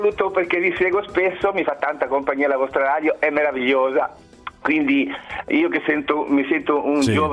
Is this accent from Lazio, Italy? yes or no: no; Genoa, Liguria, Italy; io sono di Genova